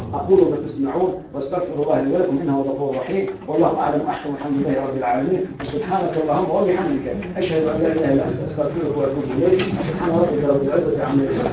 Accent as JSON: {"language": "Arabic", "country": "Tunisia", "said": "المرجع الأساسي والوحيد للتشريع في بلدنا تونس"}